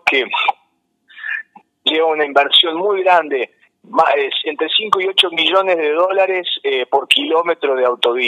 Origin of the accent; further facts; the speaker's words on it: Cosquín, Córdoba, Argentina; yo soy nacido y criado en Cosquín. Y trabajé 10 años en parques nacionales